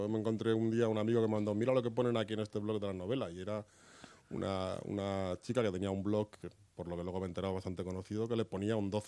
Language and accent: Spanish; Madrid, Community of Madrid, Spain; Yo soy madrileño, tengo 45 años, llevo aquí toda la vida